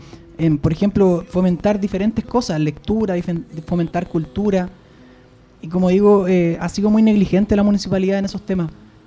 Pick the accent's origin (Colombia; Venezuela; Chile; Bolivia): Chile; Puente Alto, Santiago Metropolitan Region; que no yo soy de Bajos de Mena, y por eso puedo hablar con propiedad.